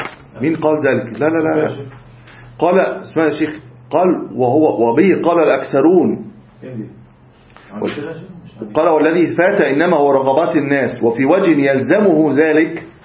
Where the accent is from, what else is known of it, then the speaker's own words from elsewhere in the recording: Egypt; إحنا الآن مثلا عندنا في مصر نقد الجنيه